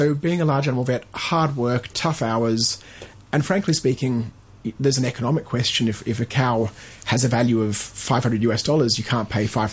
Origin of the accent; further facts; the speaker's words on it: Australia; Oh, look, and I think I came from Australia and I think it's the same there.